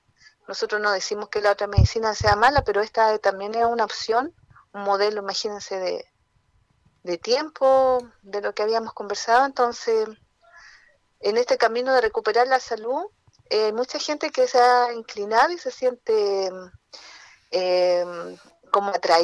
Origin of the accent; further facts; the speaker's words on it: Lo Lleo, Valparaíso, Chile; como somos de acá de Yoyeo, en este caso nos corresponde a esta comuna acá de San Antonio